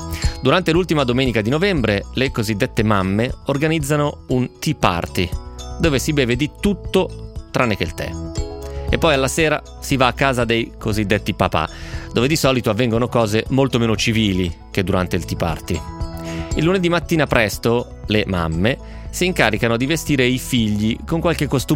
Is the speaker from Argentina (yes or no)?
no; Mexico City, Mexico; moved away as an adult; also born or lived in Turin; now in St Andrews, United Kingdom; ho 21 anni. Sono nata a Torino, ma sono cresciuta a Città del Messico. È da 3 anni che vivo a St. Andrews, in Scozia, dove mi sono trasferita per l'università.